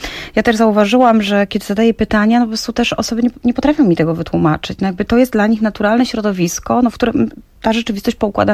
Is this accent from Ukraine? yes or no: no; Oświęcim, Lesser Poland, Poland; born there; ja się urodziłam w Oświęcimiu i w tym mieście